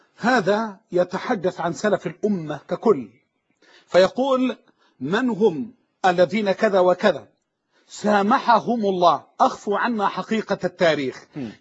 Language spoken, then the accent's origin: Arabic; Egypt; بمعنى لما تيجي عندنا في مصر عندنا مؤسسه دينيه